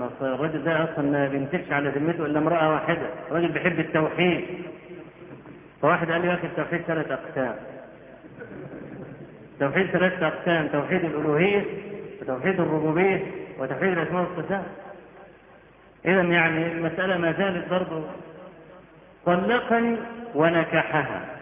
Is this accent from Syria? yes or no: no; Egypt; وإحنا عندنا في مصر بدعة قبيحة